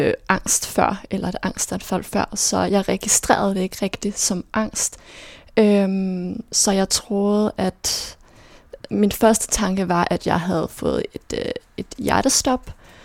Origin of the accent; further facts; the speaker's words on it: Herfølge, Zealand, Denmark; now in Copenhagen, Denmark; jeg er vokset op i Herfølge, en lille by sådan uden for Køge.